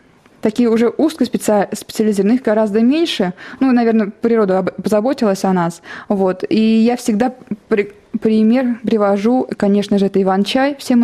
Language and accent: Russian; Ivanovo Oblast, Russia; Я выросла не в Иваново, а в сельской местности. Рядом с лесом